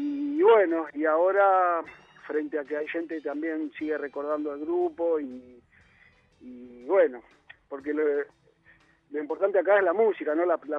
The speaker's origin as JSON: {"language": "Spanish", "town": "José Mármol", "region": "Buenos Aires Province", "country": "Argentina", "tie": "born or raised there", "said": "yo era del sur, me crié en José Mármol"}